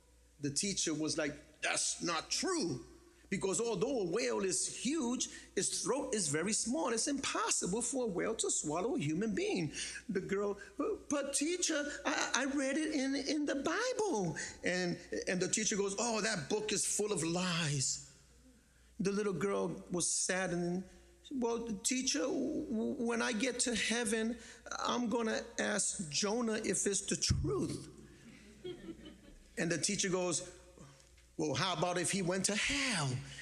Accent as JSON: {"language": "English", "town": "Bronx", "region": "New York", "country": "United States", "tie": "born or raised there", "said": "I'm Puerto Rican. I'm from the Bronx. My first language is ghetto. I grew up in the Bronx"}